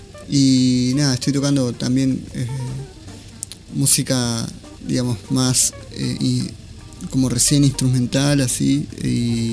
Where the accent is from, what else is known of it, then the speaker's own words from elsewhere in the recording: Patagonia, Argentina; soy del sur de Argentina, soy de la Patagonia, y tiene un linaje así también, Tehuelche.